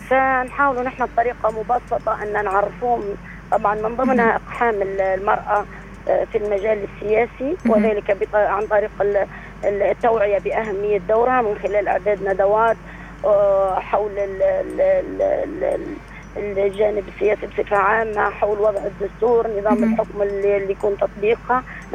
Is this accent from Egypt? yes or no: no; Libya; هذا موجود عندنا في ليبيا